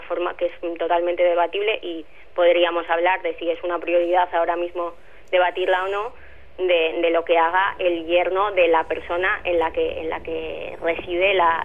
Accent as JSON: {"language": "Spanish", "country": "Spain", "said": "como los españoles votamos tan mal en general"}